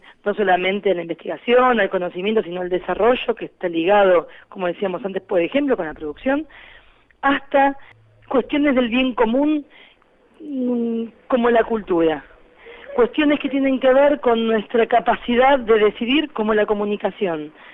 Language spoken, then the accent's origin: Spanish; Argentina; somos el pueblo argentino en su totalidad